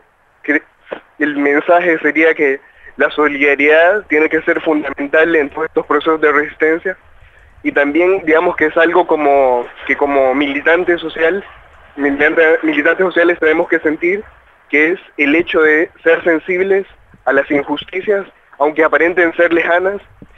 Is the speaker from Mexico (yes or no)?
no; Honduras; nosotros, como hondureños y como parte de movimientos sociales de Honduras